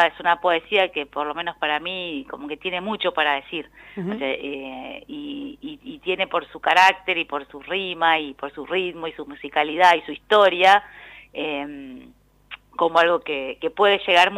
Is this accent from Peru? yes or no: no; Buenos Aires, Argentina; por lo menos yo como porteña, algo más conservador.